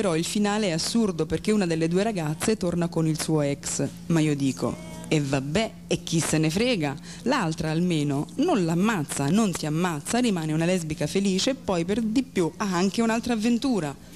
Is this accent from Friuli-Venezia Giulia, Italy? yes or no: no; Naples, Campania, Italy; Sono pure di Napoli e tanto tempo fa ho già dovuto combattere contro il pregiudizio.